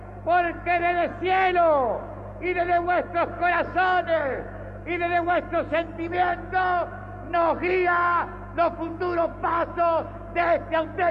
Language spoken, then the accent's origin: Spanish; Argentina; como presidente argentino y como ciudadano argentino.